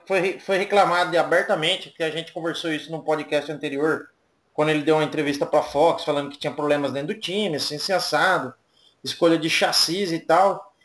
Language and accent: Portuguese; Brazil; porque a gente é brasileiro